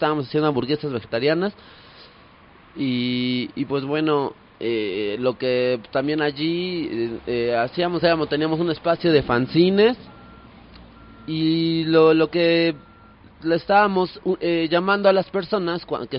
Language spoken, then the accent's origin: Spanish; Mexico City, Mexico; pues yo soy acá del DF.